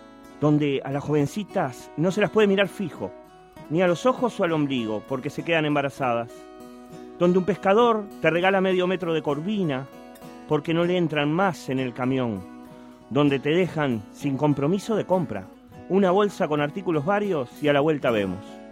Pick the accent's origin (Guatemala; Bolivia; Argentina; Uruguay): Uruguay; Montevideo; born there; yo nací en el Cerro Norte, después me fui a La Teja. Después anduve por el mundo y volví hace unos años a Santa Catalina.